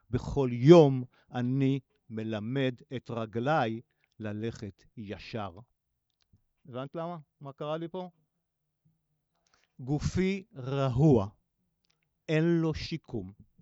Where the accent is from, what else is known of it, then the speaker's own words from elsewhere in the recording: Jerusalem, Jerusalem District, Israel; אני אקדים ואומר שגרתי בשכונת קטמון הישנה פה בירושלים, אבל גם נולדתי בה.